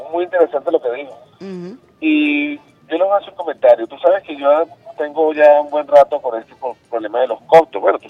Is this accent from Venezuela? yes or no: yes; Venezuela; como consejo comunal, como venezolano, como revolucionario